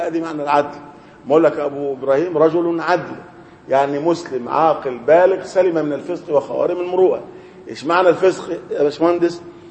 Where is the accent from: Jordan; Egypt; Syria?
Egypt; Upper Egypt; لكن الان في بعض القرى عندنا في الصعيد الناس لا عندهم مكيفات